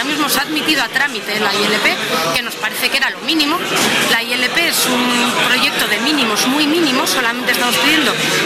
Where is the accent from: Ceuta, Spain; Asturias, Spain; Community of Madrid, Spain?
Asturias, Spain; Gijón; yo soy de Gijón